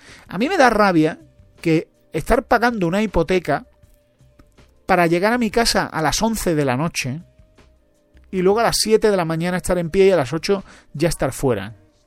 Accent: Spain; now in Madrid, Spain; Pero yo soy español, yo conozco la realidad española. Y yo vivo en Madrid.

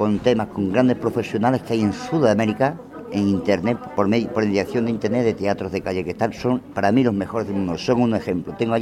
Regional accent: Don Benito, Extremadura, Spain; also born or lived in Bilbao; soy extremeño de Don Benito, Badajoz, pero he estado muchos años en Bilbao

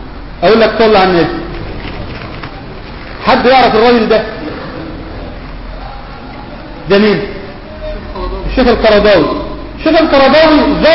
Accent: Mansoura, Dakahlia, Egypt; عندنا في المنصورة في الدقهلية

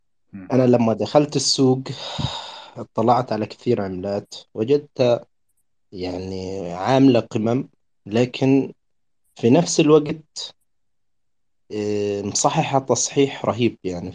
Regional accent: Gaza, Gaza Strip, Palestine; انا من غزة.

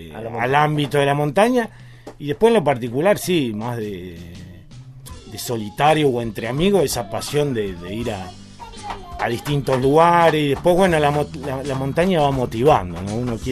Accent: Buenos Aires, Argentina; Y venido de Buenos Aires. Ajá. Ya, bueno, ya muchos años acá, 25 años acá en la Patagonia

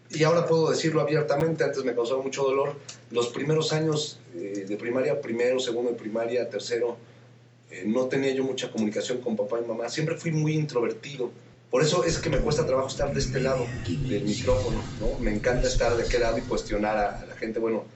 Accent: Mexico City, Mexico; born there; Nací aquí en la Ciudad de México, pues me gusta más bien decir que nací acá en este planeta

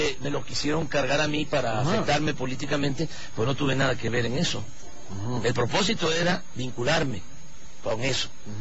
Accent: Tabasco, Mexico; Sí, en mi tierra y en mi agua.

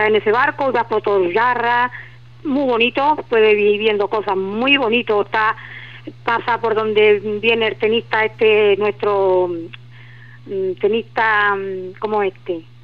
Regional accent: Andalusia, Spain; mi inglés es un poquito especial, porque como andaluza que soy, yo me como las palabras.

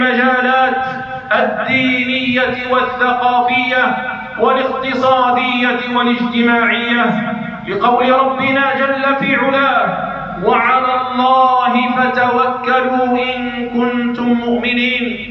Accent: Algeria; وضد بلدنا الجزائر خصوصاً

